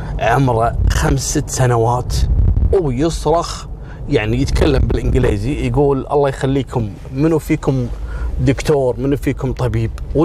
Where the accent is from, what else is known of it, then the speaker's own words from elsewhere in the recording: Kuwait; يعني من أنجح مدراء الفنادق في الثمانينات عندنا في الكويت